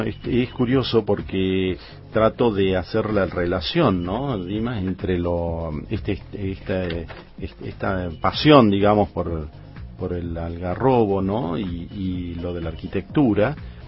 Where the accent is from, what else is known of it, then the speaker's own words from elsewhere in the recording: Tucumán, Argentina; yo soy tucumano, claro. Y estoy viviendo acá, apenas me recibí y me vine acá